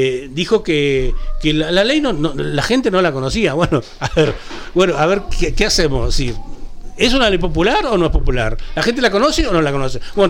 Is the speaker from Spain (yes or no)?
no; interior, Uruguay; Yo que soy hombre de tierra adentro también, yo no soy capitalino.